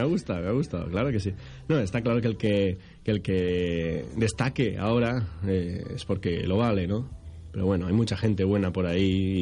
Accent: Sueca, Valencian Community, Spain; Soy de Sueca y resido en Sueca, sí.

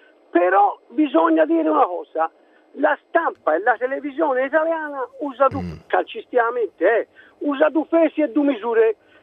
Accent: Florence, Tuscany, Italy; Io so, come sente dalla voce, sono fiorentino

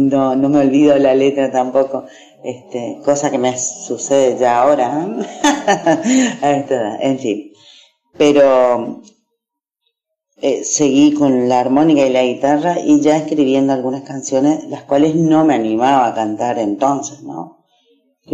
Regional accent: Mercedes, Corrientes, Argentina; los músicos de mi pueblo, de Mercedes Corrientes, eran sus amigos

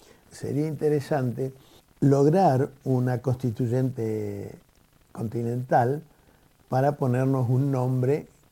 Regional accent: Argentina; la historia nuestra de los argentinos, de los que nacimos aquí

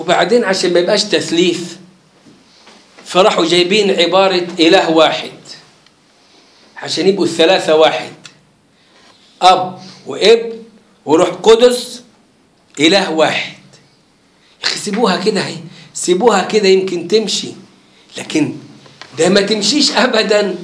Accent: Egypt; لما يجي عندنا في مصر

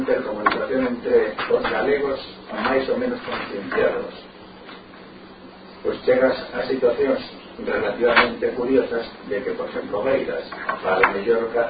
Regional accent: Galicia, Spain; presentámonos como galegos

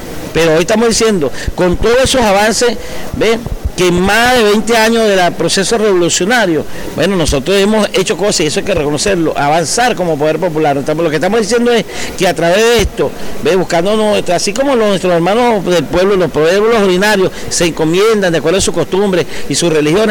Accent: Venezuela; nuestro territorio, que nos pertenece a nosotros como venezolanos.

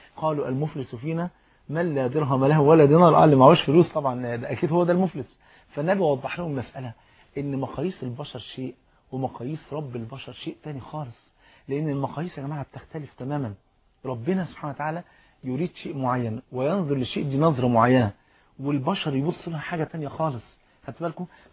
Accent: Egypt; انت عارف الفول المدمس عندنا في مصر فرض عين

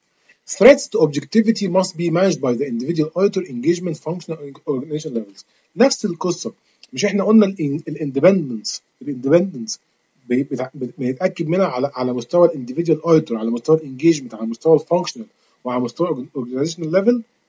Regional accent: Egypt; زي البنك المركزي كده عندنا في مصر،

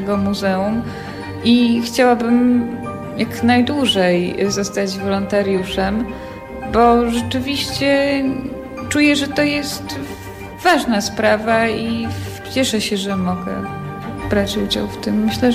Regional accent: Warsaw, Masovian Voivodeship, Poland; Urodziłam się w Warszawie i mieszkam i chodzę po tych ulicach

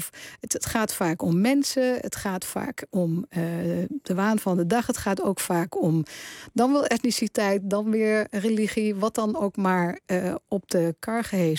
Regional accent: Berkel-Enschot, North Brabant, Netherlands; ik ben geboren en getogen in Berkel en Schot, ook al is dat later geannexeerd door Tilburg.

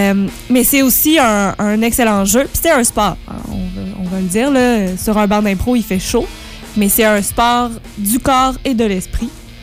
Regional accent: L'Assomption, Quebec, Canada; Et je viens de l'Assomption, qui est une petite ville magnifique et chaleureuse et accueillante dans la Naudière, donc tout près de Montréal.

